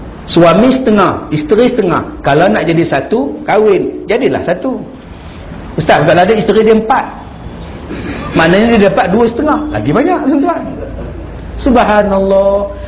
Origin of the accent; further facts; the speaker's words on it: Perak, Malaysia; Macam saya ni orang Perak, datang ke Pantai Kelebang.